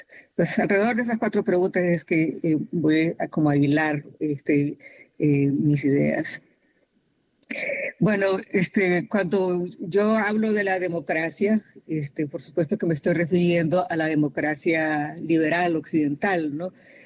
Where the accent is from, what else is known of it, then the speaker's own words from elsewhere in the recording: Honduras; now in California, United States; yo soy hondureña, pero les hablo desde California.